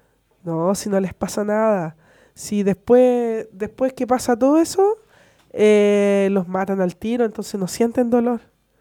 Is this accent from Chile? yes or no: yes; Chile; como un deporte que no nos representa a todos como chilenos